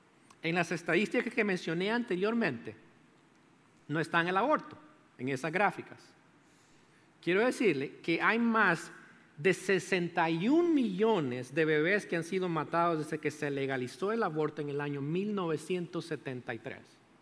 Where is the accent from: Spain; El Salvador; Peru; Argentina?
El Salvador; born there; Adivine quién es primero. Es mi país natal, El Salvador, ahí.